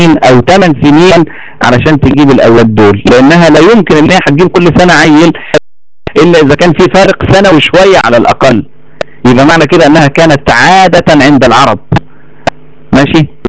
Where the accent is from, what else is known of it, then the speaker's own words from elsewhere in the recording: Egypt; واحنا عندنا في مصر هنا